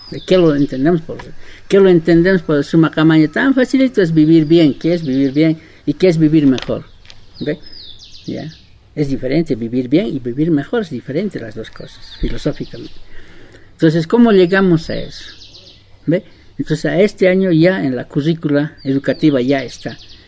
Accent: La Paz, Bolivia; Soy del Consejo de Amautas Indígenas del Tahuantín Suyo, de Corea Suyo, Bolivia, La Paz.

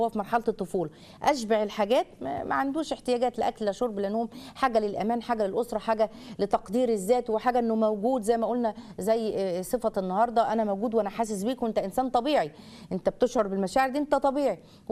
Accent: Egypt; الموقف ده مثلا لو كان عندنا في مصر ولا كده كانت هتبقى كارثة

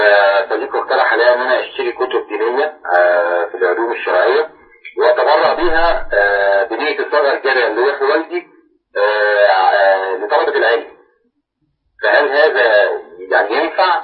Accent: Alexandria, Alexandria Governorate, Egypt; لا من تبع دروس تبع الشريعة عندنا في اسكندرية

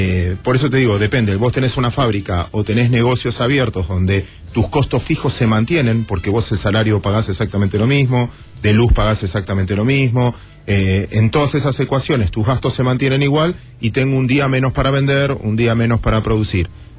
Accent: Mar del Plata, Buenos Aires Province, Argentina; Yo soy de Mar del Plata, yo soy marplatense.

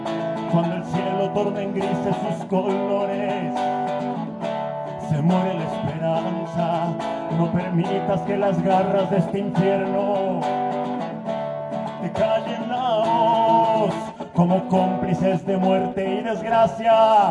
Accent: Querétaro, Mexico; Vengo desde Querétaro.

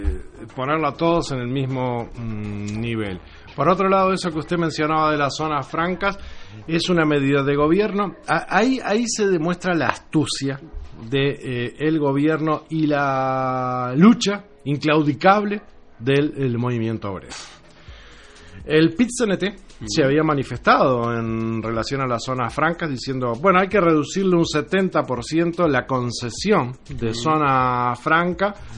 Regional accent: San Fernando de Maldonado, Maldonado, Uruguay; Y nosotros, como uruguayos, como fernandinos, somos fernandinos

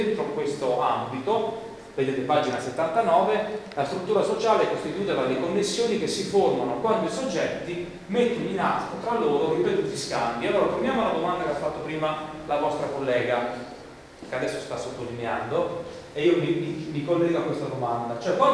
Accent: Abruzzo, Italy; anche io sono abruzzese, un piccolo comune abruzzese

